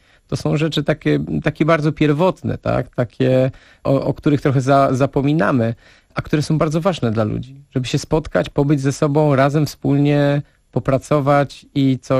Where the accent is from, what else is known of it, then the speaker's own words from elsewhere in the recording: Nowe Miasto Lubawskie, Warmian-Masurian Voivodeship, Poland; a ja urodziłem się w Nowym Mieście i tam chodziłem do szkoły podstawowej i później do technikum rolniczego